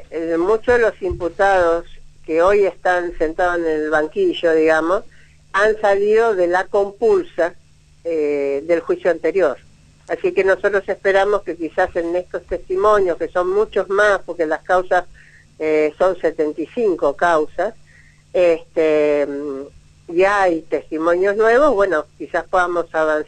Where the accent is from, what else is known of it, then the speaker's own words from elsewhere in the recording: Buenos Aires, Argentina; moved away as an adult; yo soy de Buenos Aires, por cuestión de trabajo hace 16 años que vivo acá.